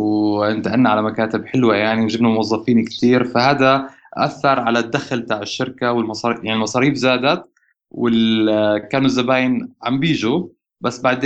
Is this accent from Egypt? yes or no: no; Jordan; يعني أنا بعرف الشباب ما شاء الله عندنا بالأردن مخهم نظيف